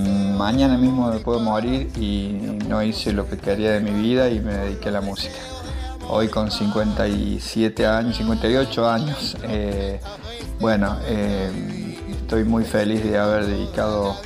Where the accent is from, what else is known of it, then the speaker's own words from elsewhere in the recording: Córdoba, Argentina; now in Agua de Oro, Argentina; de Agua de Oro, vivo en Agua de Oro ya hace más de 20 años, soy de la ciudad de Córdoba